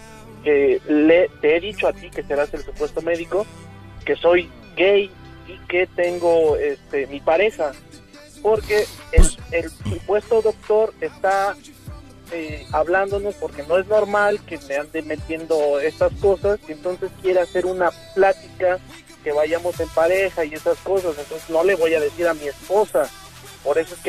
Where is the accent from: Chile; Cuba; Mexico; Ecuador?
Mexico; Mexico City; moved away as an adult; now in Xalapa, Mexico; Yo soy del DF. Llevo 4 años viviendo acá en el estado de Veracruz.